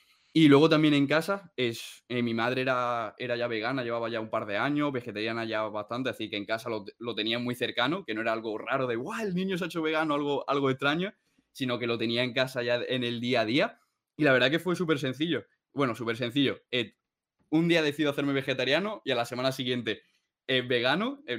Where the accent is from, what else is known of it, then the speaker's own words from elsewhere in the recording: Lucena, Andalusia, Spain; born there; now in Almería, Spain; yo, por ejemplo, vivo en Almería, pero yo nací en Lucena, en Córdoba, ¿no?